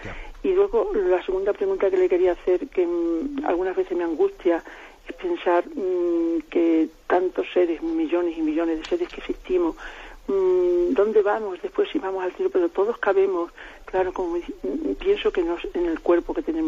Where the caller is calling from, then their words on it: Salamanca, Castile and León, Spain; de Salamanca.